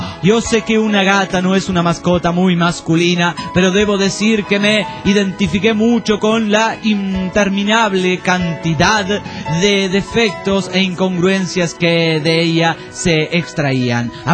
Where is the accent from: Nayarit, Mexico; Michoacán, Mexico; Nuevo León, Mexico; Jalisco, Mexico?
Nuevo León, Mexico; Monterrey; Ah, yo también soy de Monterrey, tengo derecho a contar mis chistes.